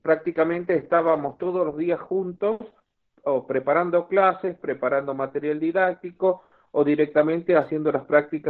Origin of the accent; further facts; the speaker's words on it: Chepes, La Rioja, Argentina; Yo soy oriundo de la localidad de Chepes, La Rioja, en el sur de la provincia de La Rioja.